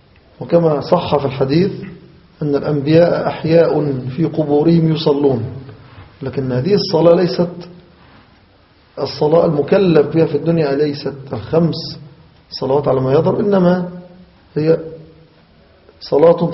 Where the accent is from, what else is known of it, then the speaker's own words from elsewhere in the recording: Egypt; نحو بلادنا مصر هنا